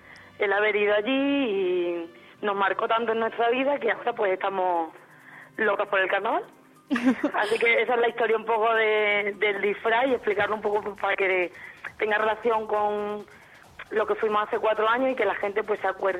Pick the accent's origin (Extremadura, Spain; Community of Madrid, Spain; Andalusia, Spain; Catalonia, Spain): Extremadura, Spain; todos somos extremeños, ¿no?